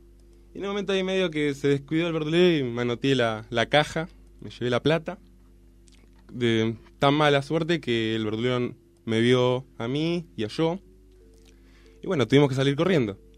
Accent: Isaba, Navarre, Spain; Yo soy de Navarra, Nafarroa, en vasco dicho. Que es un pueblito cerca de los... Que hay un pueblito que se llama Izaba, que está cerca de los Pirineos.

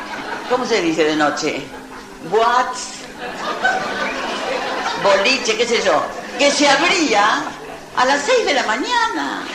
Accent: Cuba; No, soy cubano. Y esta película la vi en La Habana

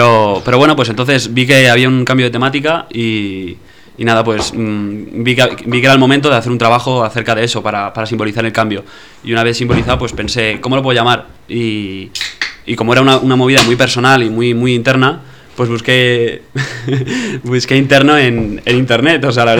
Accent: Valladolid, Castile and León, Spain; born there; Bueno, nací en Valladolid.

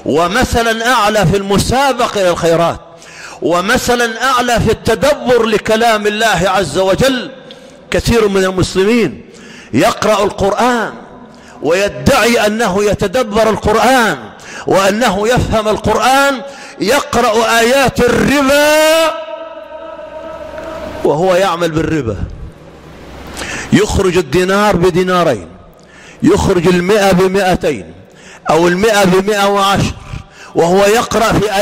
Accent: Egypt; اللهم اجعل بلدنا مصر أمنا أمانا، سخاء رخاء

